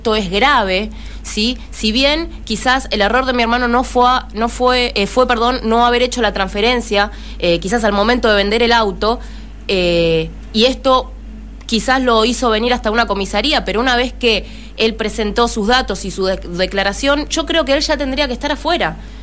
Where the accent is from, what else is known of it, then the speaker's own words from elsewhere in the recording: San Justo, Argentina; Nosotros somos de San Justo.